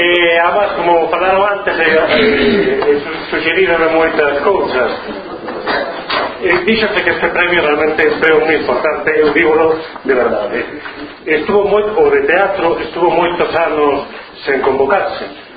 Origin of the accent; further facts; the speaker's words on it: Cedeira, Galicia, Spain; eu son de Cedeira, dunha vila ali do norte, cerca de San Andrés de Teixido